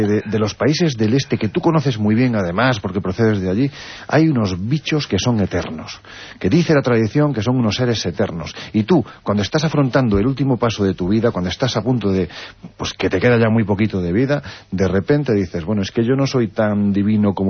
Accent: Jaén, Andalusia, Spain; Mira, hace dos semanas, estando en mi tierra, en Jaén, presentando precisamente la novela

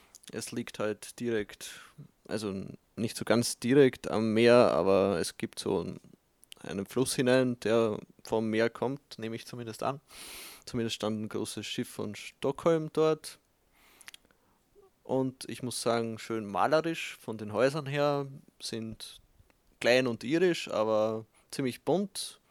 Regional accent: Lower Austria, Austria; So viele sehe ich da in Österreich meistens nicht. Und bei uns in Niederösterreich sieht man gerne nicht so viele Kühe.

